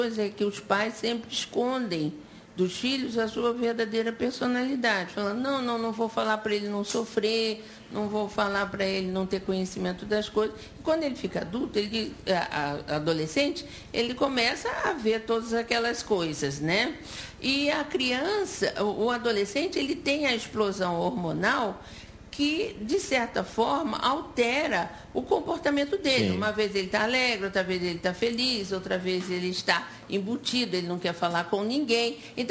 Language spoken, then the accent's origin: Portuguese; Rio de Janeiro, Brazil; Não, eu sou carioca. Carioquíssima. Nascida no Rio de Janeiro